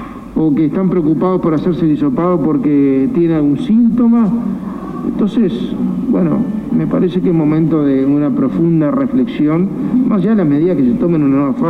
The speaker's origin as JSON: {"language": "Spanish", "country": "Uruguay", "said": "Y preocupado como uruguayo, obviamente como gobernante, pero sobre todo como uruguayo."}